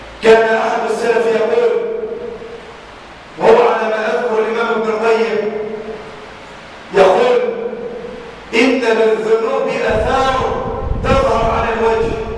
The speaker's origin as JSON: {"language": "Arabic", "country": "Egypt", "said": "اللهم اجعل بلادنا مصر عنا الأمانة، سخاء رخاء،"}